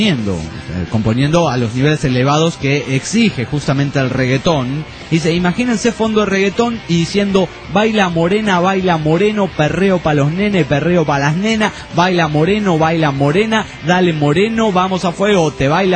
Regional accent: Argentina; o que pasaremos por mi tierra natal, Argentina.

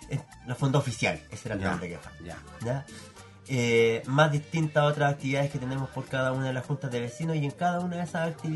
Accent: Concepción, Biobío, Chile; todos nos identificamos con una población siendo todos penquistas

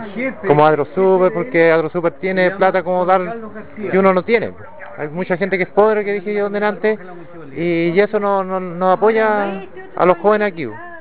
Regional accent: Los Parrones, O'Higgins, Chile; soy de Los Parrones, soy el secretario.

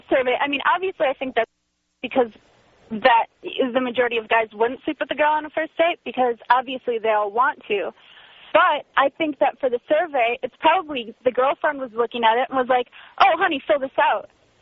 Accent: Midwest, United States; now in Los Angeles, United States; Like, things are a lot different between L.A. and the Midwest.

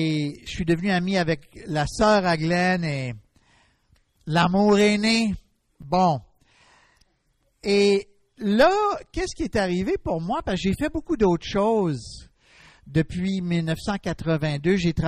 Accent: Gatineau, Quebec, Canada; now in Dorval, Canada; Je suis originaire de Gatineau. Et puis, j'habite actuellement à Dorval. C'est pas tellement loin d'ici

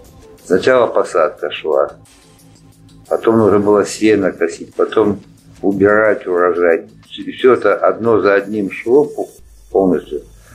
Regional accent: Moscow, Russia; also born or lived in Istra; Я, в принципе, москвич. Родился в Истре.

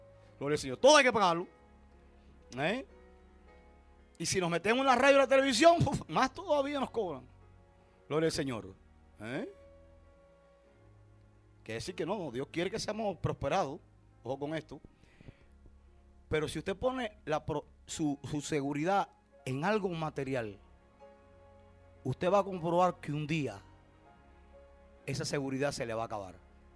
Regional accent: Puerto Padre, Las Tunas, Cuba; Ahí tuve años viviendo hasta el año 80 que regresé a mi pueblo natal, Puerto Padre.

